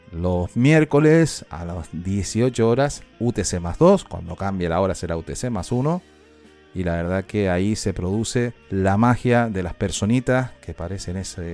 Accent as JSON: {"language": "Spanish", "region": "Canary Islands", "country": "Spain", "said": "nosotros que somos canarias, que somos de origen volcánico, ya lo tenemos aquí, estoy desde Tenerife y esos son nuestros orígenes"}